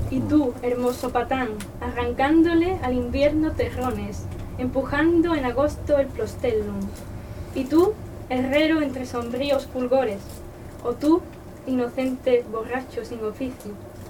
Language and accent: Spanish; Cádiz, Andalusia, Spain; yo soy de Cádiz, de donde no se entiende mucho cómo se habla.